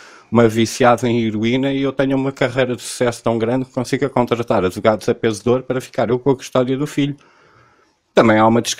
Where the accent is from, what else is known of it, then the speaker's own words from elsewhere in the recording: Cascais, Lisbon, Portugal; born there; eu nasci em Cascais a 10 minutos da praia, no clima mediterrâneo.